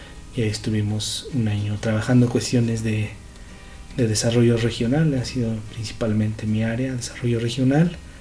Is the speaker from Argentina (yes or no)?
no; Pachuca, Hidalgo, Mexico; Yo soy de Pachuca, nacido en Pachuca, crecido en Pachuca, soy tuzo de corazón.